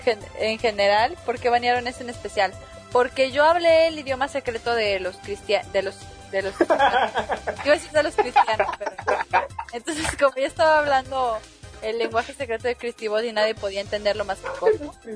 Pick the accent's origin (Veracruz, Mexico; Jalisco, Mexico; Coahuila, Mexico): Jalisco, Mexico; Guadalajara; ¡Ah! Que traes contra mi pueblo.